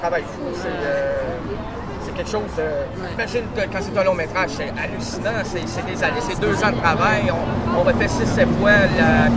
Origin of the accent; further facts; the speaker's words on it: Quebec City, Quebec, Canada; Je ne suis pas de Montréal, je suis de Québec.